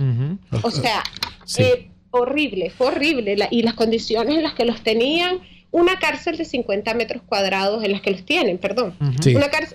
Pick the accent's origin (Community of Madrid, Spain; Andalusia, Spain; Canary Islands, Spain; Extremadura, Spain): Canary Islands, Spain; Nosotros nos criamos en una isla, en Tenerife, en España.